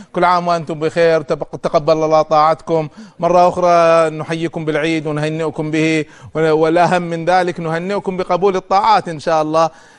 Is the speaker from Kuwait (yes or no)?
yes; Kuwait; لما كان عندنا في الكويت